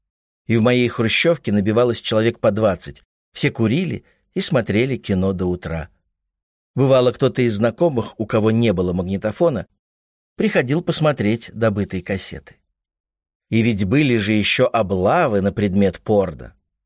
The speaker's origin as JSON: {"language": "Russian", "region": "Moscow", "country": "Russia", "tie": "born or raised there", "said": "Москва была домашняя и хлебосольная."}